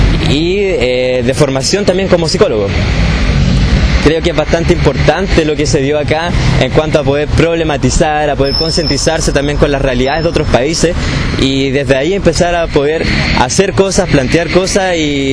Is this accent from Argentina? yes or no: no; Santiago, Santiago Metropolitan Region, Chile; soy de Santiago, de la Universidad de Chile.